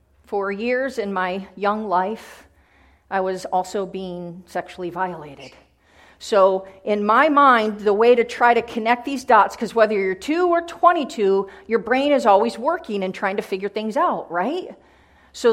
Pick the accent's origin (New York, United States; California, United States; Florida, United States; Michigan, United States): New York, United States; Jamestown; that I lived in, Jamestown, New York, about as far west of New York City here that you can get. So I'm a New Yorker too.